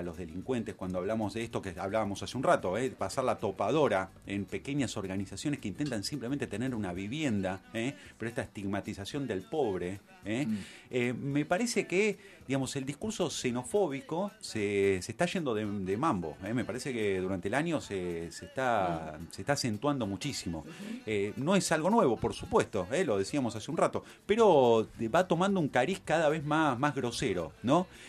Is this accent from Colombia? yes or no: no; Argentina; los que choreamos no somos los argentinos, son los extranjeros.